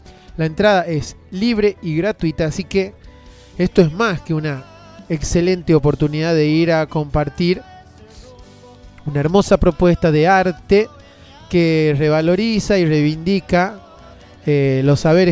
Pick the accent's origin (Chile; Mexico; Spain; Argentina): Argentina; podemos justamente reafirmarnos como argentinos